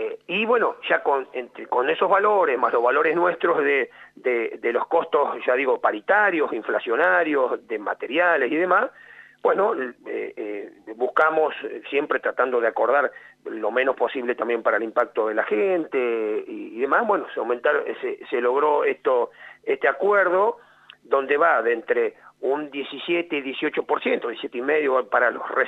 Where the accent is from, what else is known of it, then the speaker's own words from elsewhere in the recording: Quemú Quemú, La Pampa, Argentina; now in Arata, Argentina; Yo soy oriundo de Quemuquemú, tengo mi mamá, mi hermana en Quemuquemú. Después me vine, por cuestiones personales, a Arata a vivir a los 20 años y por eso estoy en Arata desde ese entonces.